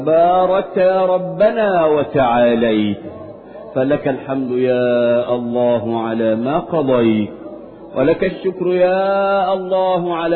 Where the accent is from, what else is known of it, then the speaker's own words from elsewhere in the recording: Egypt; اللهم احفظ بلادنا مصر من كل مكروه وسوء